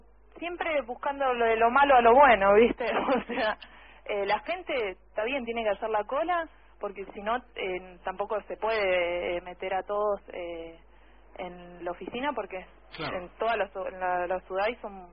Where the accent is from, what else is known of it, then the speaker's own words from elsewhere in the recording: Argentina; Somos argentinos y tenemos derecho a trabajar